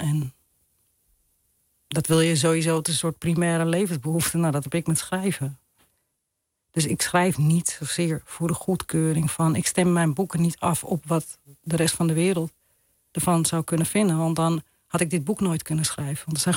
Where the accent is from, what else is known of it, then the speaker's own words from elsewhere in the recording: Amsterdam, North Holland, Netherlands; Dat deel van Oost.